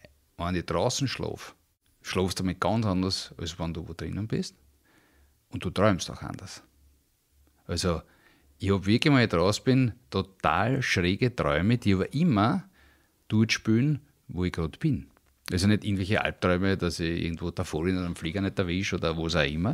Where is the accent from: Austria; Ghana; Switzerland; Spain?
Austria; Vienna; weil ich bin in Wien aufgewachsen